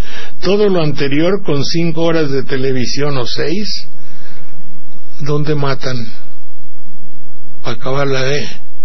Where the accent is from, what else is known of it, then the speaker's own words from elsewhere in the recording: Banderilla, Veracruz, Mexico; Luego, mi pueblo de Banderilla. Todo eso forma aquí las gentes de mi pueblo, cómo me arroparon, me despreciaron o no, me hicieron y todo